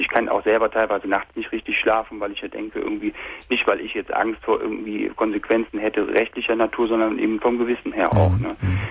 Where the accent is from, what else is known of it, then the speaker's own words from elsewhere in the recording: North Rhine-Westphalia, Germany; Ich komme aus der Nähe von Köln.